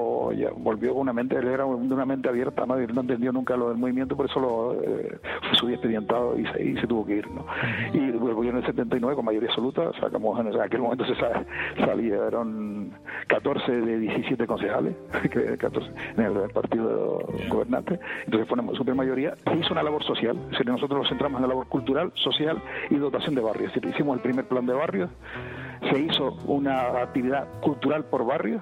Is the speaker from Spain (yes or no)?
yes; El Escobonal, Canary Islands, Spain; el pueblo del Escobonal, del que yo soy, donde yo nací, ¿no?